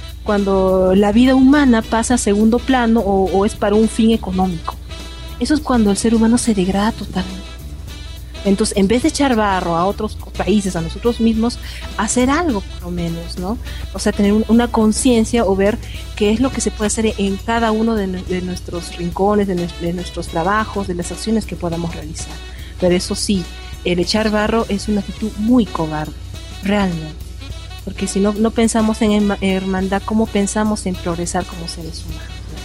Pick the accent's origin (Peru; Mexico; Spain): Peru; en mi caso como peruana, creo que somos un grupo de países latinoamericanos.